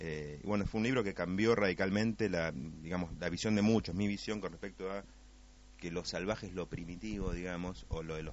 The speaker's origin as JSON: {"language": "Spanish", "town": "Pilar", "region": "Buenos Aires Province", "country": "Argentina", "tie": "born or raised there", "lives_now": "El Bolsón, Argentina", "said": "Por zona de Pilar. Uh-huh. Y me acuerdo que me crié un entorno muy salvaje en eso, ¿no? De estar mucho contacto con la naturaleza, de estar trepado a árboles, armarme una choza, comer frutas"}